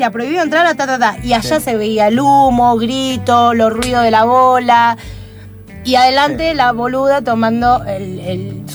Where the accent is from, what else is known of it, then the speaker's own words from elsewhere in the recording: Buenos Aires, Argentina; Cuando yo era chica, que yo soy de Villa Crespo